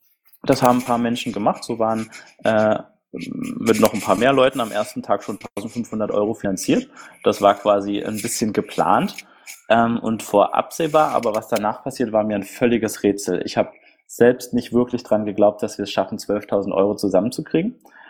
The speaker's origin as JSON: {"language": "German", "region": "Berlin", "country": "Germany", "said": "Ich bin aus Berlin und 29 Jahre alt."}